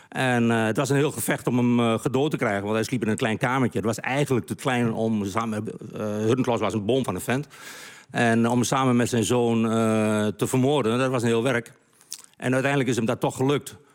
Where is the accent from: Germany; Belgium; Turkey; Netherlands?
Netherlands; Overijssel; accent: Twents; Nee, ik praat zo plat als de pest. Ja. Dus ik doe het ontzettend plat Twents.